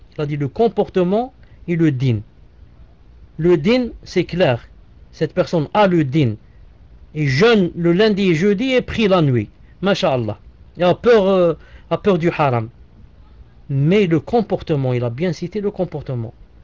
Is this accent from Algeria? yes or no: yes; Algeria; directement, je suis algérien, elle est algérienne